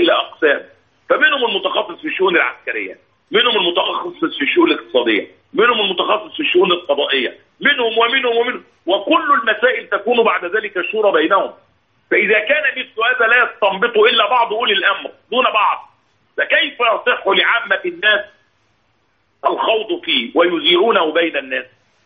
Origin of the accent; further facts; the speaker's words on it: Egypt; يحدث هذا كثيرا عندنا في مصر